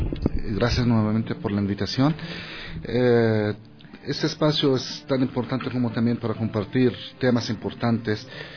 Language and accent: Spanish; Palestine; que viven en mi tierra, y para deshacerse de cualquier resistencia del pueblo palestino nativo